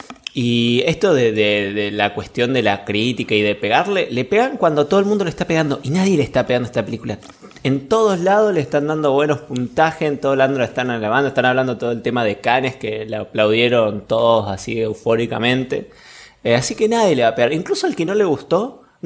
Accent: Allen, Río Negro, Argentina; now in Neuquén, Argentina; soy originalmente de Río Negro, soy nacido y criado en la ciudad de Allen, donde se vende la merca más rica de todo el Alto Valle

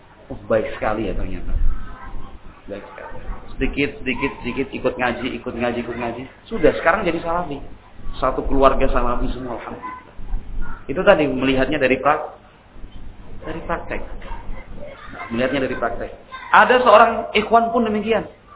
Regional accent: Java, Indonesia; Wah, kita orang Jawa enggak ada silsilah seperti itu.

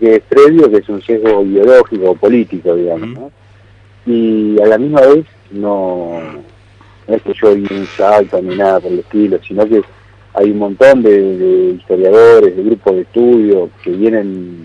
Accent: Buenos Aires, Argentina; Yo soy porteño.

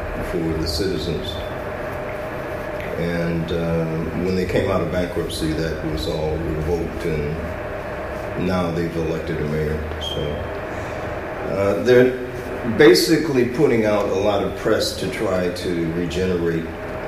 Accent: Detroit, Michigan, United States; Yeah, I'm from Detroit. I was a math teacher in Detroit.

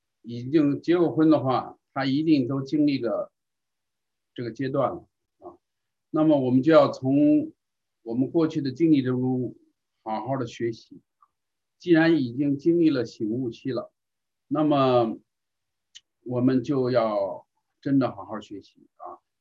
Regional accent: North China, China; 这个像我是来自于中国啊，我是在那个环境下长大的，我的太太呢是来自于香港啊，所以我们也可以说是背景文化不太一样的啊。所以呢我是北方人

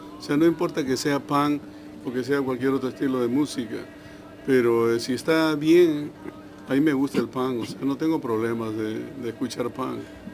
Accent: Peru; moved away; Yo hace 30 años o más, un poquito más, yo salí del Perú

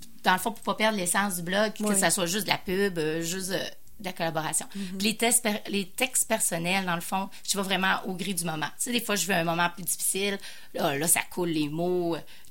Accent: Quebec, Canada; ben moi je viens de Charlevoix, hein, tu fais donc ben simple.

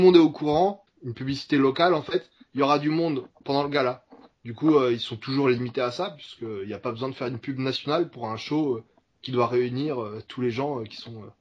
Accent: France; Quand on est français, on n'est pas connu aux États-Unis.

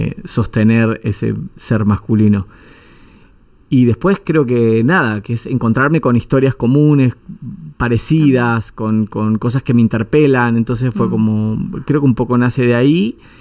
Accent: Anguil, La Pampa, Argentina; also born or lived in Victorica / Buenos Aires; Después viví toda mi infancia, fue en Anguil, la familia de mi mamá, o sea, mi mamá es de Anguil. Hice todo mi colegio primario y secundario en Anguil. Después también viví un poco en Victorica, bueno, y Buenos Aires, muchos años en Buenos Aires.

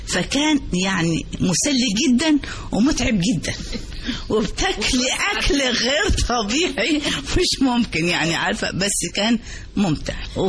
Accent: Upper Egypt, Egypt; كنت بزود كمان الأكل الصعيدي كمان عشان أنا صعيدية

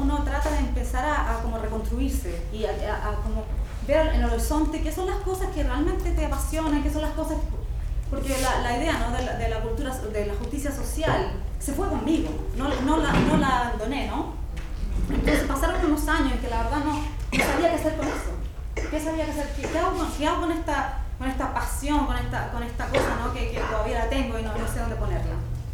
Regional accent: Chile; moved away; una de las cosas que hice al principio fue como afirmar mi posición como chilena, como latinoamericana, en un contexto en que no, la gente no sabe

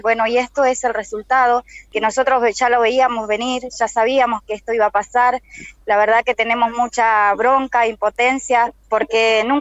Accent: Cushamen, Chubut, Argentina; now in Buenos Aires, Argentina; Yo vengo de Chubut, soy de Colonia Cusamen, de la organización Mapuche Tehuelche.

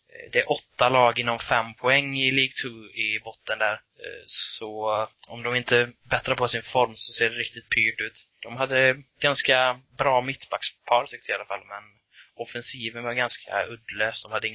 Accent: Sweden; Jag kanske inte är rätt målgrupp eftersom att jag är från Sverige och inte brukar vara här så ofta.

